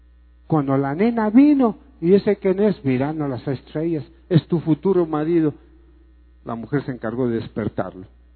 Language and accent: Spanish; Mexico; depende de usted y de mí, de cada mexicano, como individuo, que puede decirle, sí, soy mexicano